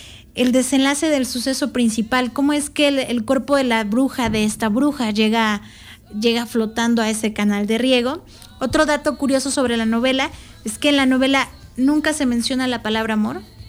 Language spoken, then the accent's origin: Spanish; Mexico; cómo es que como mexicanos nos hemos estado conformando